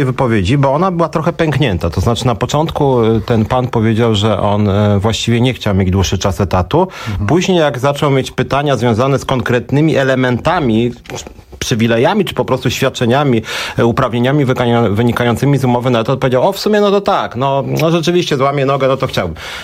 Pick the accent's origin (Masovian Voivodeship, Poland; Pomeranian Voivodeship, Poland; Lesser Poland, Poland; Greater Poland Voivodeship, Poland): Masovian Voivodeship, Poland; Warsaw; jestem z Warszawy